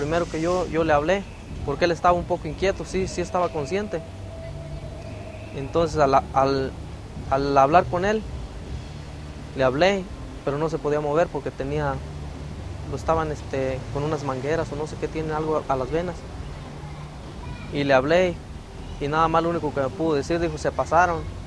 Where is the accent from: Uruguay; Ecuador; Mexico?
Mexico; Tacámbaro, Michoacán; Yo soy de Tacámbaro. Tacámbaro queda como 2 horas de Morelia.